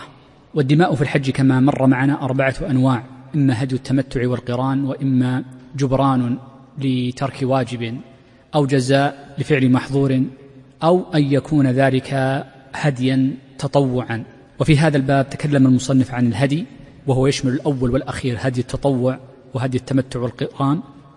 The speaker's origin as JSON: {"language": "Arabic", "country": "Saudi Arabia", "said": "وفي لهجتنا الدارجة عند كثير من مناطق في المملكة يكسرون الهمز، وهي لغة عربية فصيحة."}